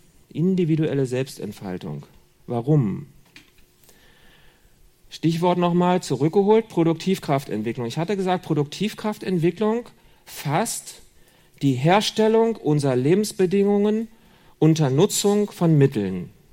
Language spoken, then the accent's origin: German; Berlin, Germany; Oder in Berlin, wo ich herkomme.